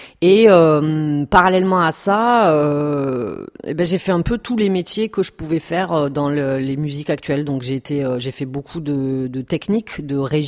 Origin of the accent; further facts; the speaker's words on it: Perpignan, Occitanie, France; je suis catalane, donc je viens de Perpignan. Comme, voilà, j'ai du mal à cacher mon accent, on me découvre, je suis découverte à chaque fois.